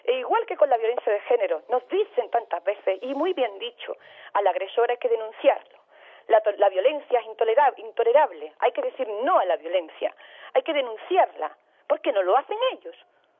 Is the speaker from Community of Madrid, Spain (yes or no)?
no; Andalusia, Spain; Yo como andaluza no me puedo sentir más defraudada con mi gobierno autonómico